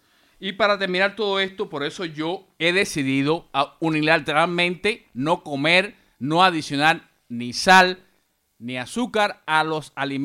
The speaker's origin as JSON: {"language": "Spanish", "country": "Cuba", "said": "yo soy cubano y provengo de un país azucarero."}